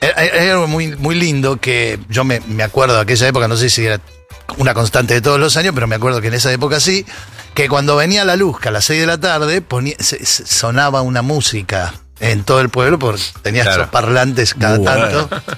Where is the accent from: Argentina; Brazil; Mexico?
Argentina; Luan Toro, La Pampa; Mi pueblo se llama Luantoro. Es un pueblo del oeste de La Pampa, muy ganadero, es un pueblo muy chico, de 600 habitantes, de ahí son mis 4 abuelos, mis 2 papás.